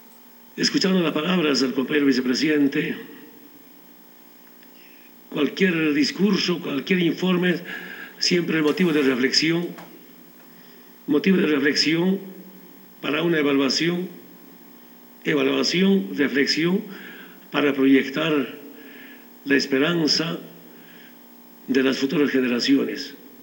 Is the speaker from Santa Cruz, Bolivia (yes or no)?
no; Orinoca, Oruro, Bolivia; born there; A mi pueblo, quien me vio nacer, autoridad original de Orinoca